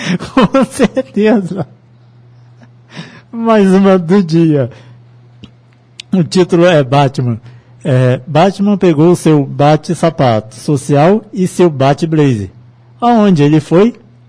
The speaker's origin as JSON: {"language": "Portuguese", "town": "Cachoeira de Macacu", "region": "Rio de Janeiro", "country": "Brazil", "tie": "born or raised there", "said": "Calor em Cachoeira de Macacu, minha terrinha."}